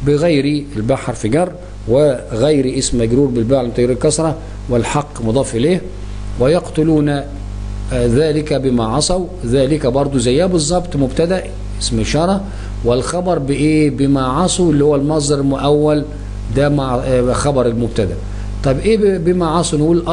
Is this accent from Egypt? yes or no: yes; Egypt; مصر التي يقصد بها بلادنا مصر